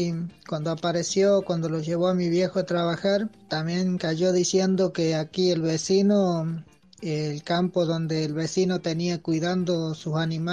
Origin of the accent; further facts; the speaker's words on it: La Encrucijada, Córdoba, Argentina; soy de La Encrucijada, paraje El Escondido, departamento Río Seco, provincia de Córdoba, y pertenezco a la Unión Campesina del Norte.